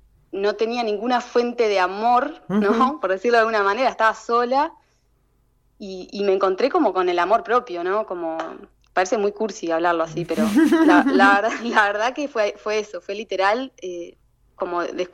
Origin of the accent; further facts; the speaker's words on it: Melo, Cerro Largo, Uruguay; also born or lived in Rivera; now in Montevideo, Uruguay; Bueno, yo soy nacida en Cerro Largo, en Melo. Viví, bueno, la mayor parte de mi vida ahí, pero también viví en Rivera unos años antes de irme a Montevideo a estudiar.